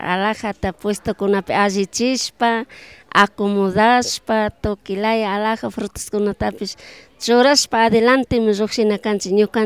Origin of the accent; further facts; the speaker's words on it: Colta, Chimborazo, Ecuador; now in Quito, Ecuador; De Colta.